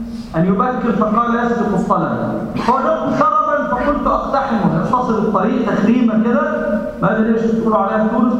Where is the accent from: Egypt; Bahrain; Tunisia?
Egypt; يعني بنسميه عندنا في مصر أدنى